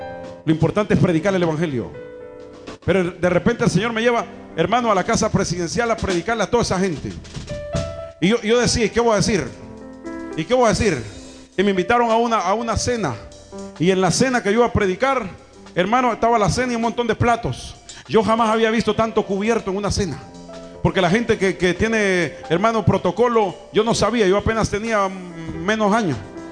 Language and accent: Spanish; Chalchuapa, Santa Ana, El Salvador; Yo vengo de Chalchuapa, Siria, ya me crié, ya me formé de los 14 años.